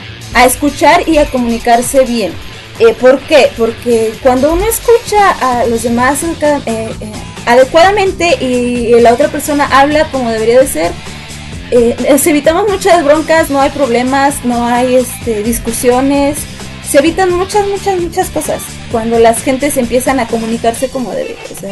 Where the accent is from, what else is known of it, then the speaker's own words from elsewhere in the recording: Mexico City, Mexico; No, no soy de Monterrey. Yo soy de aquí, de la ciudad, del ex Distrito Federal, ahora Ciudad de México. De mi montañita, aquí en el Ajusco es mi montañita de nieve.